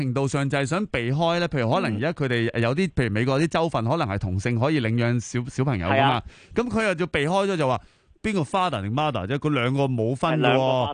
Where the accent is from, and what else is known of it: Hong Kong